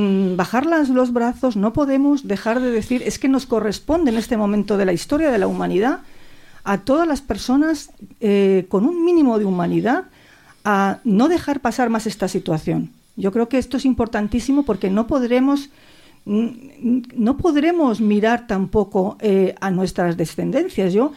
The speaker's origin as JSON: {"language": "Spanish", "region": "Basque Country", "country": "Spain", "said": "Yo soy vasca y a mí me marcó toda la vida el bombardeo de Guernica"}